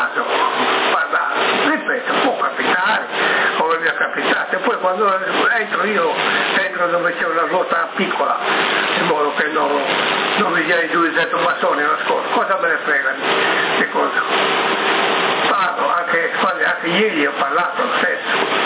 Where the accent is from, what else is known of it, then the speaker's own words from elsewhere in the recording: Sassari, Sardinia, Italy; siamo noi della Sardegna, di Sassa, là, diciamo, il circondario